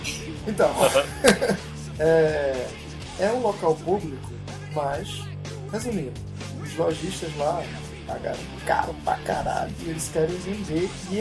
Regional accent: Argentina; Só porque eu sou argentino.

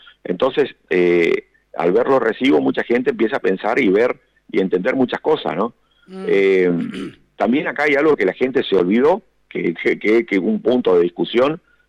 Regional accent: Apóstoles, Misiones, Argentina; Yo soy acá de Apóstoles Misiones, un municipio que está a 65 kilómetros de la capital misionera

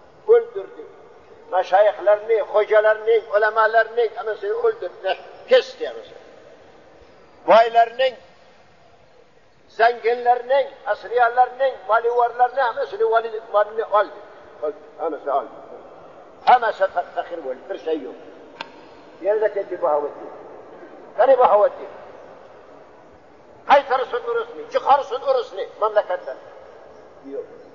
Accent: Bukhara, Bukhara Region, Uzbekistan; Bahavaddin Nakşibendi memleketi benim memleketim, Bukhara'da, Türkistan Garbi'yim, Bukhara'da

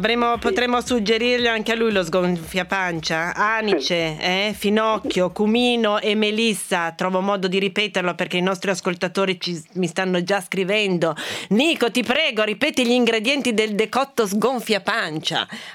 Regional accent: Piedmont, Italy; Perché sono piemontese?

